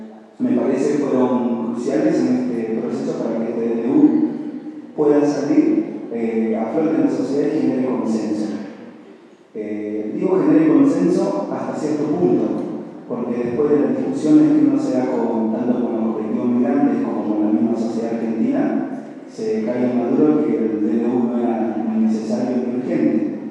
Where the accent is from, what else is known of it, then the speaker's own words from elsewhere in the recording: Peru; moved away; Soy de Perú. Me vine hace 10 años a esta ciudad de estudiar y hoy me hice mi casa como una segunda casa, un segundo hogar.